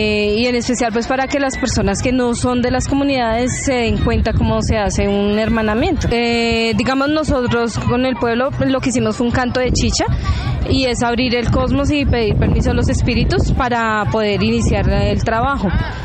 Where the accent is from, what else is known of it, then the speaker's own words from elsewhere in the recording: Bogotá, Colombia; Todas las personas que vivimos en Soacha somos de acá, la mayoría, somos de Bogotá, entonces todos los que estamos en el cundiboyacense, todos somos muiscas